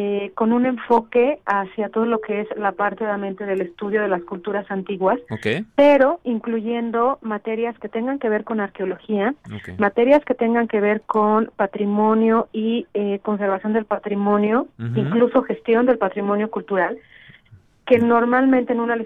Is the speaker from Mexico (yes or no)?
yes; Mexico; México prehispánico o Mesoamérica, que como mexicanos, pues no podemos descuidar, ¿no?